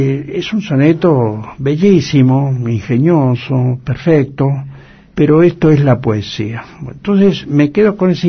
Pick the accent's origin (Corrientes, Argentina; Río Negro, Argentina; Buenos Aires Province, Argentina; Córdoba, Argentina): Buenos Aires Province, Argentina; Rivera; No, cerca de Santa Rosa, un pueblo que se llama Rivera.